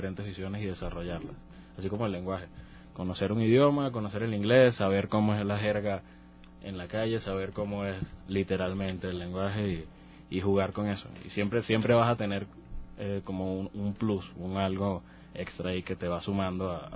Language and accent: Spanish; Juan Griego, Nueva Esparta, Venezuela; en el pueblo donde me crié, en Margarita, en Juan Griego.